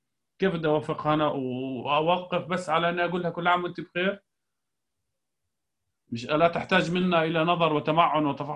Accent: Irbid, Irbid Governorate, Jordan; بحكي لك عن مستوى الأردن مثلا عندنا في إربد

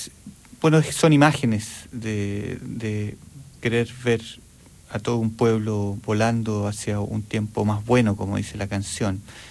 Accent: Chile; Si yo soy chileno, lo que toco suena chileno

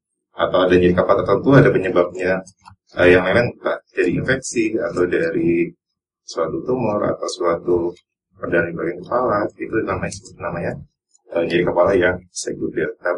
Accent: Tarakan, North Kalimantan, Indonesia; born there; now in Yogyakarta, Indonesia; Kalau saya agak Was ya, dari Bapak Ibu asli Temanggung. Jadi saya dulu lahir di Kalimantan.

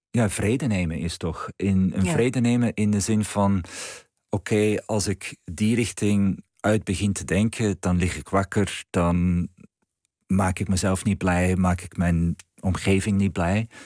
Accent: Flanders, Belgium; accent: Antwerp dialect; ik ga dat deels in het Antwerps doen. En toen ik dat dan gedeeltelijk in mijn dialect schreef, dan stroomde het er allemaal uit.

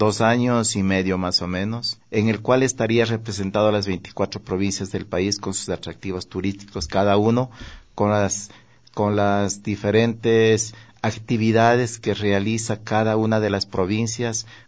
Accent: Guamote, Chimborazo, Ecuador; recuerdo yo los carnavales de mi tierra, los carnavales de Guamote

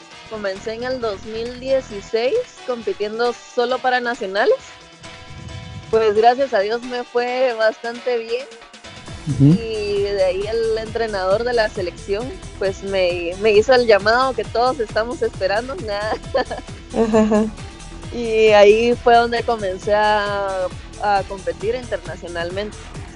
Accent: Guatemala City, Guatemala Department, Guatemala; Soy de Guatemala, vivo en Guatemala y crecí en Guatemala, en la ciudad.

